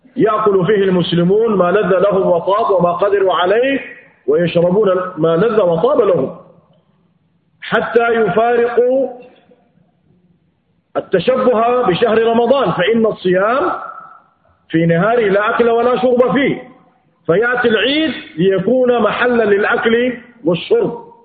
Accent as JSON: {"language": "Arabic", "country": "Sudan", "said": "بالمعيار الذي يتعارف عليه أهل بلادنا السودان"}